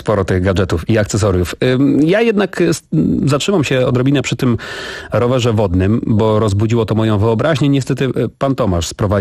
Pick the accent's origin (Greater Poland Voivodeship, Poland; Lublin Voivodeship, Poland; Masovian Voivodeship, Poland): Masovian Voivodeship, Poland; Szydłowiec; Ja pochodzę z Szydłowca, więc...